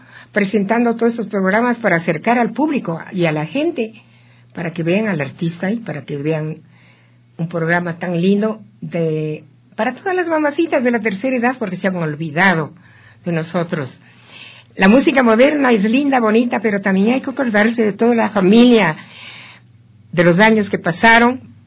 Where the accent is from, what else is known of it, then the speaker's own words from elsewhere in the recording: Ecuador; Siempre hago eso porque me gusta mi música, mi país, mi tierra, mi gente.